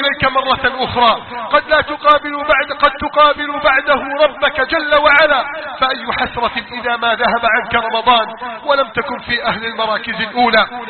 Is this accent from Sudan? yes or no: no; Egypt; احفظ بلدنا مصر من كيد الكائدين وحقد الحاقدين وتربص الظالمين